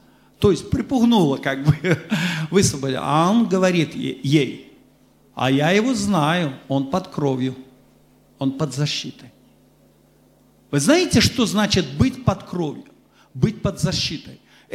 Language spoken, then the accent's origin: Russian; Belarus; Конечно, я вам скажу, что мы, вот белорусы, все же особый народ.